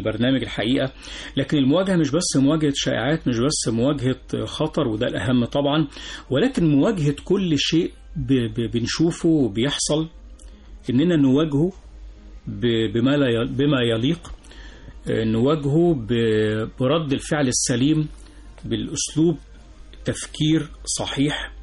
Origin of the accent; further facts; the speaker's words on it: Egypt; لكن إحنا بقى كمصريين، كشعب مصري